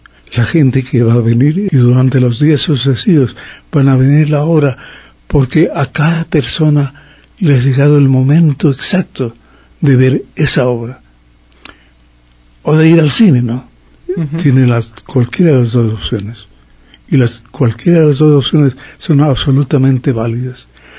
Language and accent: Spanish; Ambato, Tungurahua, Ecuador; Yo he donado esa obra a mi terruño, a mi ciudad natal.